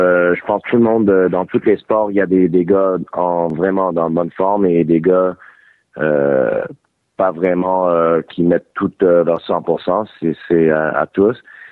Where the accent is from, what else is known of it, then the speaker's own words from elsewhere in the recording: Montreal, Quebec, Canada; born there; Oui, je viens né à Montréal.